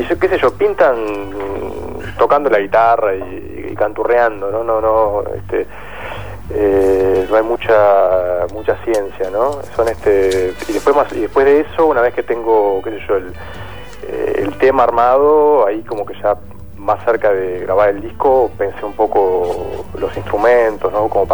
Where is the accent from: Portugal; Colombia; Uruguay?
Uruguay; Bueno, yo soy uruguayo